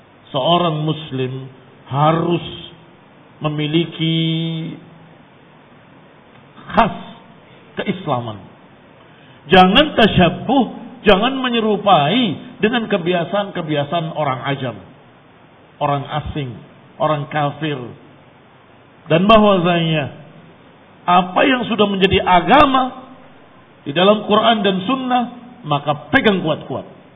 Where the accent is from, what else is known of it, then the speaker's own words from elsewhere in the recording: Java, Indonesia; Kita orang Jawa, kita cinta, kita lahir di sini.